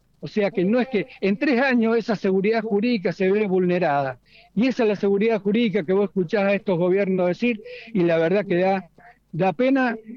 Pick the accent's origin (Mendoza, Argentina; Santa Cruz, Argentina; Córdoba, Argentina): Mendoza, Argentina; Sí, como mendocino me siento realmente muy dolido